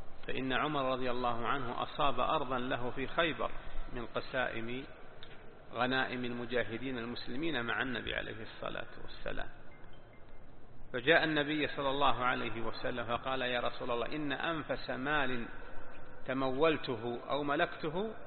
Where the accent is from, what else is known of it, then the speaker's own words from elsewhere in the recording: Najd, Saudi Arabia; تسمى عندنا في نجد وصايا وصية